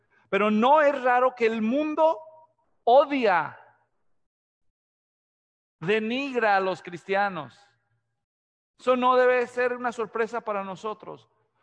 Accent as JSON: {"language": "Spanish", "country": "Mexico", "tie": "born or raised there", "said": "Yo nací y crecí en México. Y si tienen un talento los mexicanos, es para encontrarte sobrenombres."}